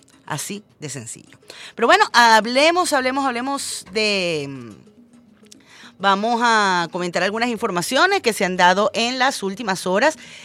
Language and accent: Spanish; Venezuela; vivimos en Venezuela sin distingo de raza, religión, partido político, todos y todas somos venezolanos